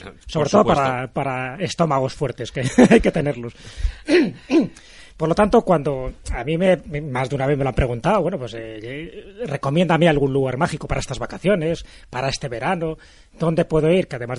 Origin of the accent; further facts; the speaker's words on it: Valderas, Castile and León, Spain; es mi pueblo, Valderas. Allí voy no solo una o dos veces, sino varias veces, porque no solo tengo familia, no solo tengo amigos, sino porque también es un pueblo de esos de frontera, está en la provincia de León